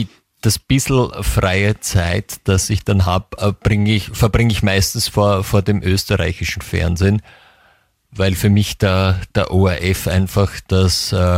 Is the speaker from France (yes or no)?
yes; France; German is a second language; ich bin ja Französin